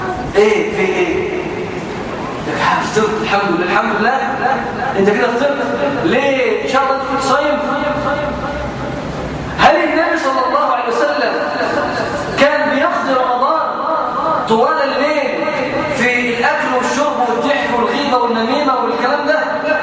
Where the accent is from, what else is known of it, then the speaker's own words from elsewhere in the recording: Egypt; عيب عيب في حق هنا كمصريين